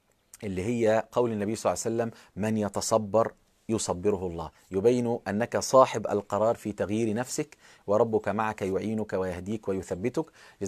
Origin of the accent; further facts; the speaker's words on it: Egypt; وكان في راجل فلاح عندنا في مصر قام يخطب الجمعة